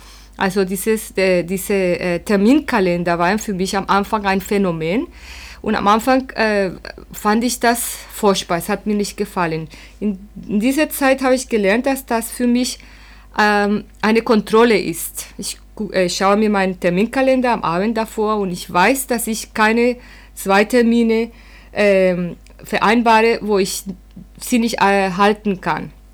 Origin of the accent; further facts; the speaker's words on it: Colombia; ich komme aus Kolumbien